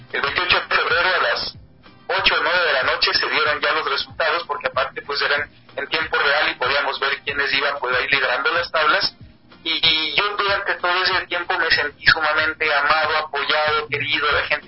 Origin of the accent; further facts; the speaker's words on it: Ecuador; he venido yo a agradecer a mi tierra, porque muchos votaron sin ni siquiera conocerme. Dijeron, es ecuatoriano, es ampaseño